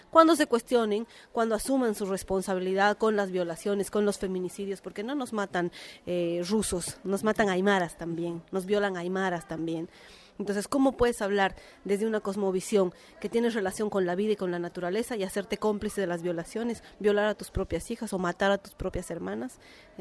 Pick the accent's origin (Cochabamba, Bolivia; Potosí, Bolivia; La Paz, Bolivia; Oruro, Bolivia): La Paz, Bolivia; Yo soy de La Paz, de Bolivia, soy aymara